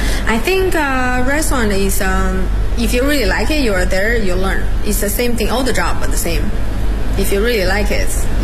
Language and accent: English; Beijing, China; I love Hutongs. I live in Hutong like for 10 years and I'm from Beijing. That's part of my life, my culture.